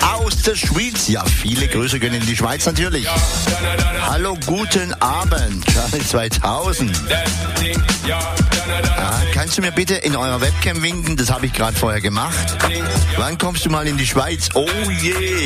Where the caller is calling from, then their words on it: Bärental, Baden-Württemberg, Germany; Ich komme aus Bärental im schönen Schwabenlande.